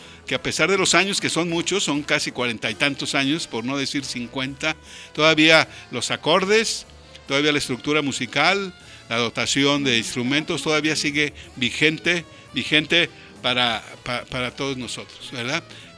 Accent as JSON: {"language": "Spanish", "town": "Guadalajara", "region": "Jalisco", "country": "Mexico", "said": "Al fin somos tapatíos y al fin somos habitantes que estamos preocupados por la belleza de esta ciudad de Guadalajara."}